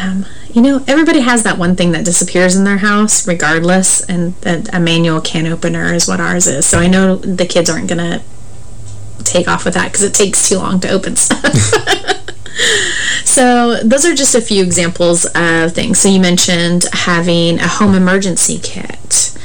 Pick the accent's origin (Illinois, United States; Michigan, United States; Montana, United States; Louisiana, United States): Montana, United States; I grew up in Montana, so ice and snow and cold weather wasn't an uncommon occurrence for me. And when we moved to this area